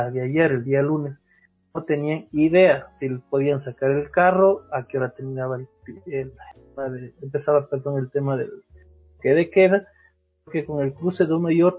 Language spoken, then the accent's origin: Spanish; Ecuador; Cuando deberíamos tener como ciudadanos, como ecuatorianos, una imagen pública de alguien que nos transmita cifras en las cuales podamos confiar